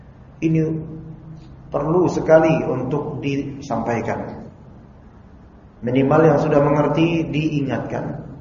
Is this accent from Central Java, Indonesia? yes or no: no; Jakarta, Indonesia; ana pun dari kecil di Kalibata.